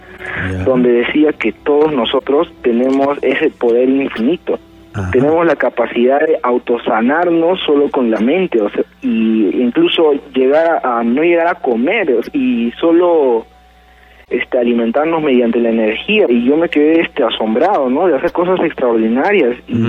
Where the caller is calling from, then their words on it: Villa El Salvador, Lima, Peru; De Villa El Salvador.